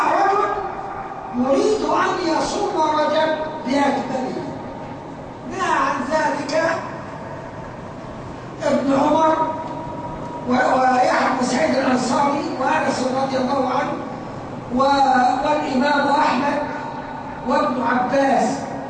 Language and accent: Arabic; Upper Egypt, Egypt; أو أعفف اللي يسموه عندنا في الصعيد